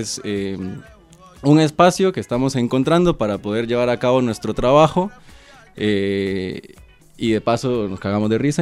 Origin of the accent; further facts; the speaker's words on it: Costa Rica; moved away; Yo soy costarricense, hace 9 años estoy acá.